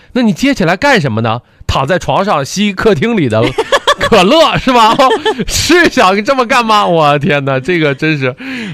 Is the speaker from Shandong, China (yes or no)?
yes; Shandong, China; 我就好知道我是山东人，爱吃馒头